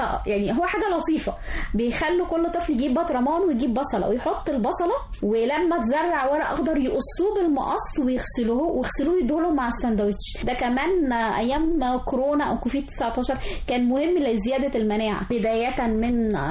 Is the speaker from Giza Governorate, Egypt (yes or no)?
no; Sharqia Governorate, Egypt; يعني إحنا عندنا في الشرقية